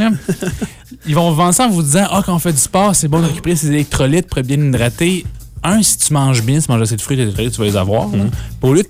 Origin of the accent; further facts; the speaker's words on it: Quebec, Canada; je suis de l'Outaouais, okay.